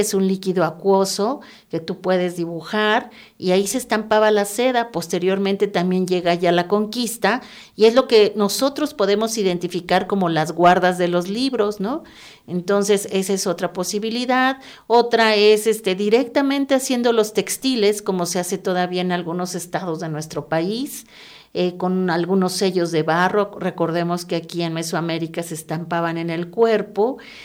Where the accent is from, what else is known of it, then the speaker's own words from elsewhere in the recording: Mexico City, Mexico; moved away as an adult; Nací y viví 48 años en la Ciudad de México.